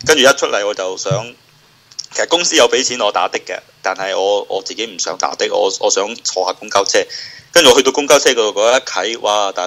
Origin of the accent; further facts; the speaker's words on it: China; 我又唔夠膽立亂問人喎、啊，你知唔知道我大陸人嚟噶嘛？